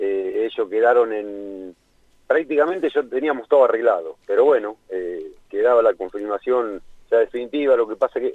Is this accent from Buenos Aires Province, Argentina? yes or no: yes; Lincoln, Buenos Aires Province, Argentina; yo nací, soy de Lincoln. Jugué casi toda mi carrera en Rivadavia de Lincoln.